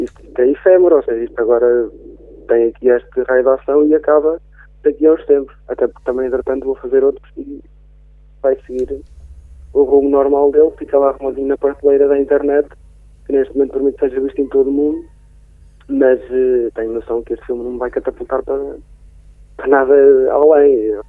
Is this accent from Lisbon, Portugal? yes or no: no; Travanca de Lagos, Coimbra, Portugal; ao fim de semana consigo ir para Oliveira, a Travanca de Lagos mais concretamente, que é a minha aldeia